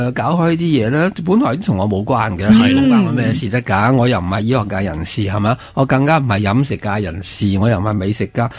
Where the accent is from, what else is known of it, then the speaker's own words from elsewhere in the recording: China; 原来打坐我哋中国人都有2000几年嘅历史啦